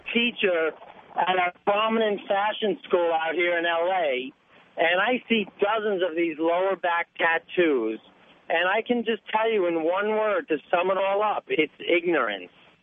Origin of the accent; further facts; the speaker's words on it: East Coast, United States; now in Los Angeles, United States; I'll tell you what I tell people out here since I am from the East Coast.